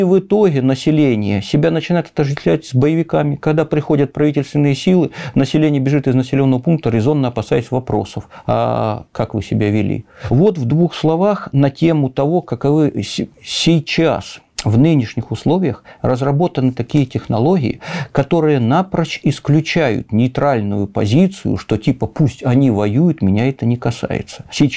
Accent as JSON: {"language": "Russian", "town": "Horlivka", "region": "Donetsk Oblast", "country": "Ukraine", "tie": "born or raised there", "said": "Имеется мой родной город Горловка, например, окраина ее Зайцево."}